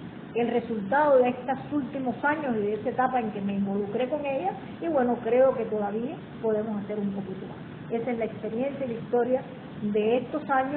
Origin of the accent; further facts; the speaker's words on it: Cuba; así lo vemos los cubanos. Y como cualquier cubano más